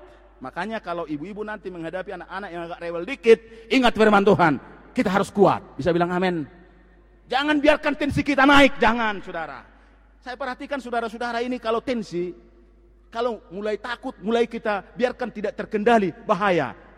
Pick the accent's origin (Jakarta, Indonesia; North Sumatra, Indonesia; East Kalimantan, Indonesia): North Sumatra, Indonesia; Nah kalau orang kita orang Tapanuli kan